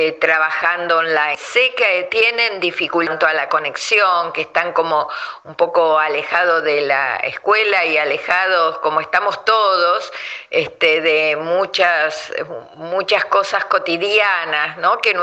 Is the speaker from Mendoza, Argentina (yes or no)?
no; Buenos Aires, Argentina; Yo soy de Buenos Aires, de un barrio de Buenos Aires que se llama Núñez.